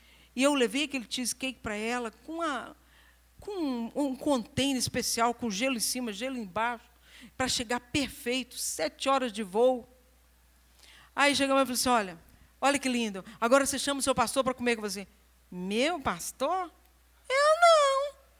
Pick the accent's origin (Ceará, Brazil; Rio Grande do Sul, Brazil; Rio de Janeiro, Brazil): Rio de Janeiro, Brazil; Porque eu sou do Rio de Janeiro e eu como feijão preto. Eu sou do Rio de Janeiro, mas eu não tenho sotaque.